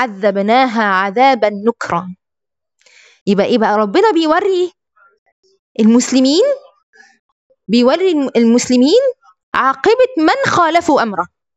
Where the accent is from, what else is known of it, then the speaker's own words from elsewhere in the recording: Egypt; وعندنا في مصر كده في نساء كده